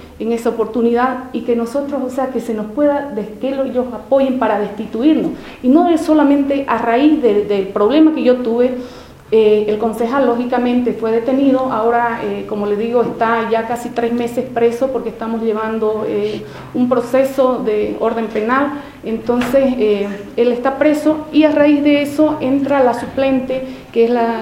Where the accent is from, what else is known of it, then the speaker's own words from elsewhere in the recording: San Ignacio de Velasco, Santa Cruz, Bolivia; Yo soy del municipio de San Ignacio de Velasco, queda a 500 kilómetros de Santa Cruz.